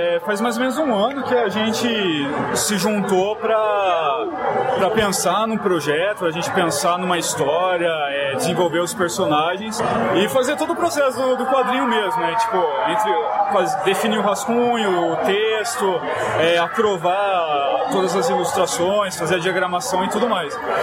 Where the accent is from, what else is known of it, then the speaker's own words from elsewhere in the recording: Campinas, São Paulo, Brazil; Então, eu sou de Campinas